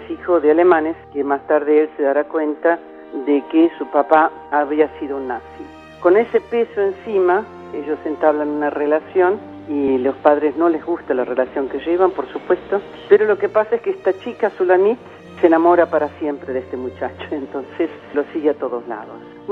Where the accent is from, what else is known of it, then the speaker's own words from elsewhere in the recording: Argentina; soy una cineasta argentino-alemana.